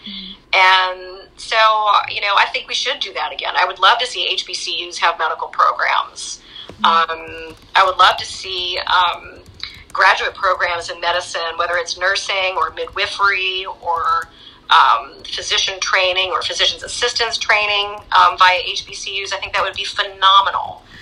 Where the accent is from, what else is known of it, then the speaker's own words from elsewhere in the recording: New York, United States; You know, I'm originally from New York, not the city, I'm from upstate New York, about 2 hours north of the city. And so I still keep learning about the South. I am not from here. I've been here 27 years